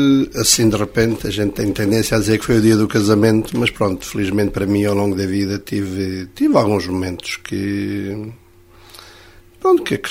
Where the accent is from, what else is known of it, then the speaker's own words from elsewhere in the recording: Unhas da Serra, Centro, Portugal; born there; Nasci em Unhas da Serra, do Conselho da Covilhã.